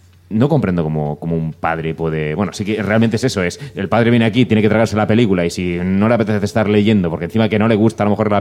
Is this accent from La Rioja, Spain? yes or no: no; Albacete, Castilla-La Mancha, Spain; Yo de pequeño veía Canal Nou en valenciano, yo soy de Albacete, y yo aprendí valenciano a raíz de ver.